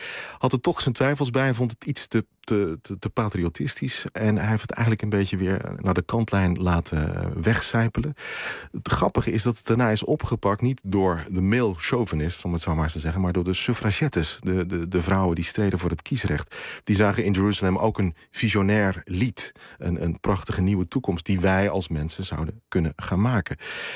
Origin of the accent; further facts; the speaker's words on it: Netherlands; maar ik had toen destijds was ook zo in de mode van die rugby shirts had ik aan als Nederlander. En toen vroeg iemand mij de weg in Oxford.